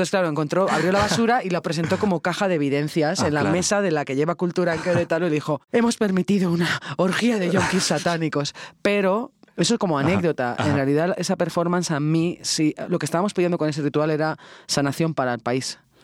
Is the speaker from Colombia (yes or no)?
no; Spain; la Idoia y yo como españolas teníamos esta cosa de... Estamos en México